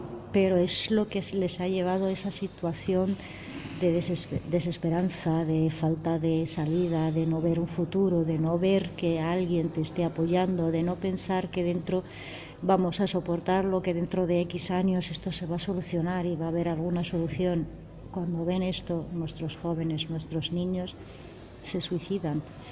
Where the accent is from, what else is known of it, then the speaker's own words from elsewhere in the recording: Gaza, Gaza Strip, Palestine; Yo, que soy de Palestina, nacida en Gaza